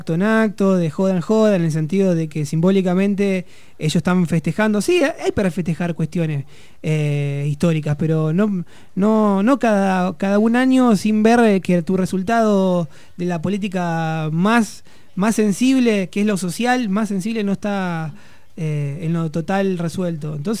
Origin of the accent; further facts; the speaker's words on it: Rosario, Santa Fe, Argentina; Yo vengo de Rosario y en Rosario estaban muriendo un pibe cada 2 días, digamos.